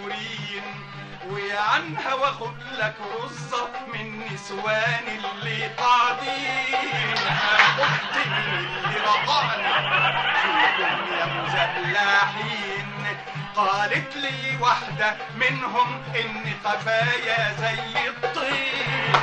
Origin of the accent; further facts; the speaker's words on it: Alexandria, Alexandria Governorate, Egypt; born there; 59 شهر طبعا، من مواليد الاسكندريه